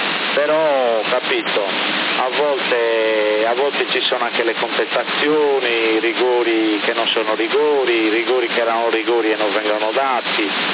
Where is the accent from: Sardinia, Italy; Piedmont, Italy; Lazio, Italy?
Sardinia, Italy; io da sardo un po' di cuore per il Cagliari ce l'ho